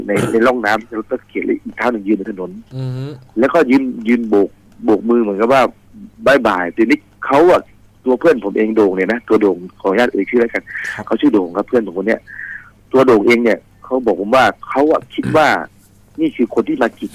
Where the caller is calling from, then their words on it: Surat Thani, Thailand; สุราษฎร์ครับ